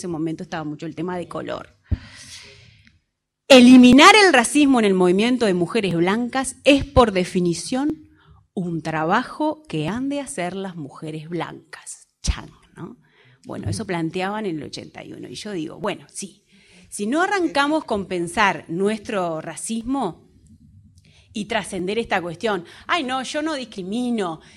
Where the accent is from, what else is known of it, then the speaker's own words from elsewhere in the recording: Argentina; born there; nací en Argentina, nacional uruguaya.